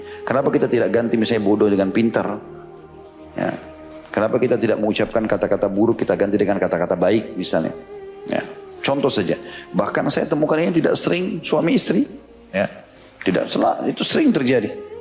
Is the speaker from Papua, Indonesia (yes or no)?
no; Makassar, South Sulawesi, Indonesia; karena kebetulan juga saya dari Makassar gitu kan. Tapi ada tradisi kami di Makassar